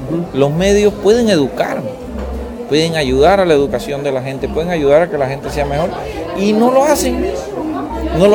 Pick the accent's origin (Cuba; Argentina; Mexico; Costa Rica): Cuba; born there; nací en Cuba